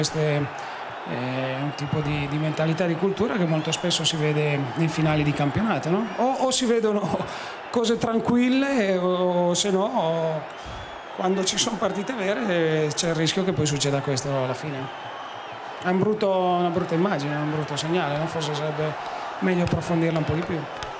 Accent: Turin, Piedmont, Italy; ma io lo dico perché poi sono di Torino, siamo veramente dispiaciuti.

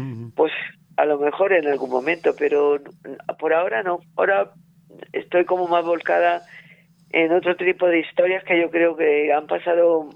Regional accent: Olivares, Andalusia, Spain; born there; yo nací en un pueblecillo pequeño de Granada que se llama Olivares, que es una pedanía de un pueblo más importante de Granada que se llama Moclín.

